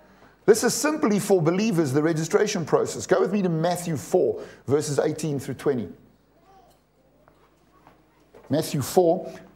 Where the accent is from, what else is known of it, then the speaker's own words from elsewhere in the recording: South Africa; To South Africans, when I say "I'm coming just now," it means when I'm finished doing what I'm doing now, at some point in the near future, you'll see me.